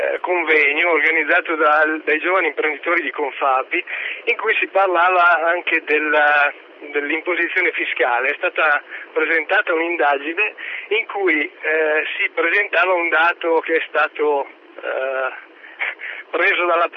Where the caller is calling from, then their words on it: Parma, Emilia-Romagna, Italy; Sì, buongiorno, sono da Parma, non da Roma.